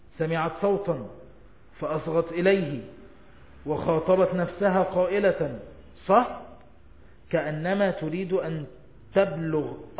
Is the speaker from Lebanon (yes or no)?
no; Egypt; زي نهر النيل كده ما ماشي عندنا في مصر